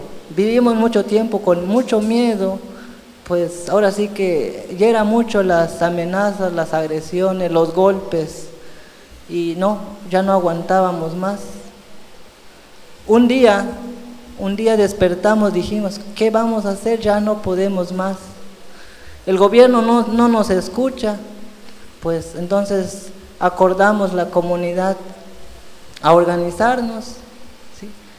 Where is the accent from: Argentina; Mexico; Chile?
Mexico; Candelaria el Alto, Chiapas; yo vengo de la comunidad de Candelaria el Alto, en Venustiano Carranza.